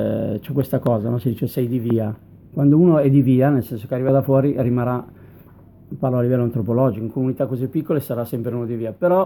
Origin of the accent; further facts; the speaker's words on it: Milan, Lombardy, Italy; da milanese start-upper